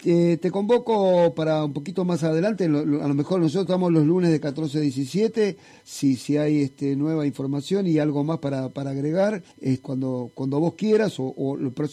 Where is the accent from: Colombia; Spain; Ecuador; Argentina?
Argentina; como ciudadano argentino, como ser humano, estoy absolutamente preocupado y conmovido